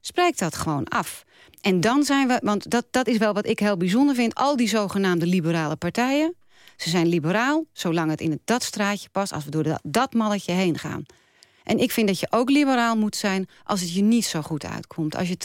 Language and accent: Dutch; Volendam, North Holland, Netherlands; Ja, maar ik kom uit Volendam, dus dat is altijd wel heel